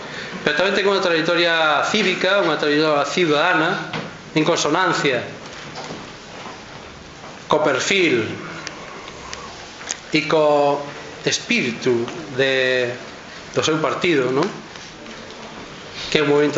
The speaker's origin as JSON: {"language": "Galician", "region": "Galicia", "country": "Spain", "accent": "Galician", "said": "A verdade é que con este acento galego o catalán será fatal, pero bueno."}